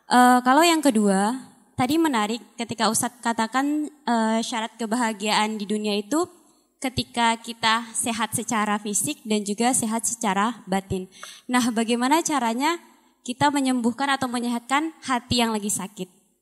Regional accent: Padang, West Sumatra, Indonesia; saya dari Padang.

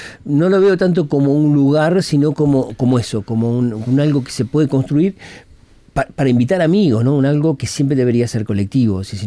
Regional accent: Uruguay; muchos uruguayos vienen, porque los uruguayos parece que somos los montevideanos, pero no, son muchos.

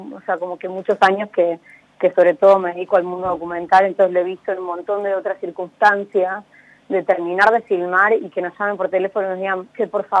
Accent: Córdoba, Argentina; now in Buenos Aires, Argentina; soy de Córdoba, pero claro. Estoy viviendo en Buenos Aires.

